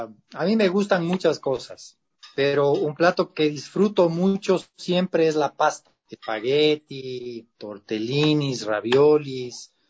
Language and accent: Spanish; Quito, Pichincha, Ecuador; Yo soy orgullosamente quiteño, nacido en el barrio de la Mama, en la zona de la Mama Cuchar, en Quito.